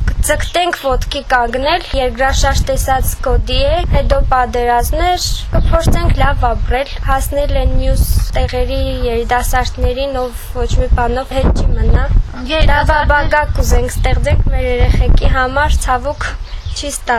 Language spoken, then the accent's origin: Armenian; Gyumri, Shirak, Armenia; մենք Գյումրիից ենք, բայց միշտ արցախցիների հետ ենք